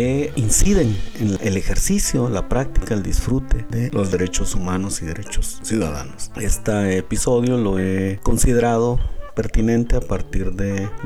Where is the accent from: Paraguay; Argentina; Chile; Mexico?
Mexico; y aquí en mi país, México